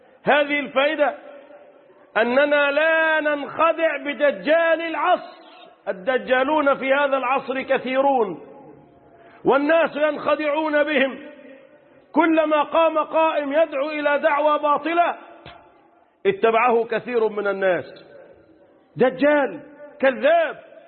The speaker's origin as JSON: {"language": "Arabic", "country": "Egypt", "said": "اللهم احفظ بلدنا مصر"}